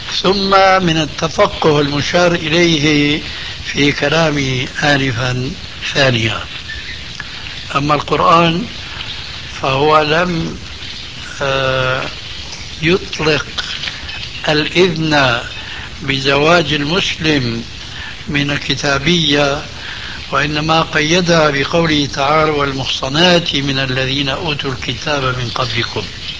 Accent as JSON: {"language": "Arabic", "country": "Syria", "said": "كما يقولون عندنا بالشام"}